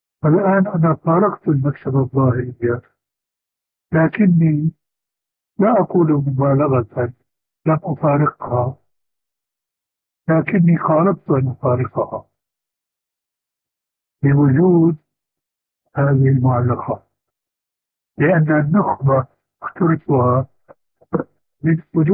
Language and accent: Arabic; Syria; وبلغت شيرة أيضا يقولون عندنا في الشام